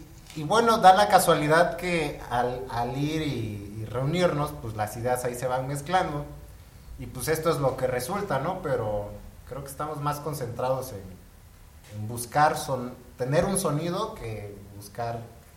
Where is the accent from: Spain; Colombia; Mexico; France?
Mexico; Juchitán, Oaxaca; Yo soy de Juchitán, Oaxaca. Y entonces, pues yo crecí escuchando y tocando, ¿no? Música de flauta y tambor, que le llaman prehispánica.